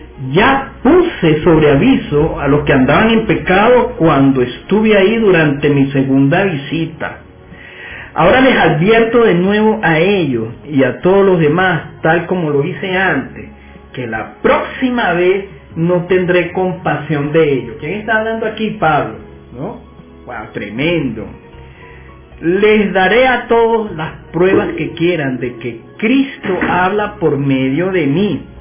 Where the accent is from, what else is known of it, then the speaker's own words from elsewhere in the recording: Caracas, Capital District, Venezuela; born there; Yo soy caraquista de corazón. Porque yo nací aquí en Caracas, todo el mundo lo sabe, ¿no?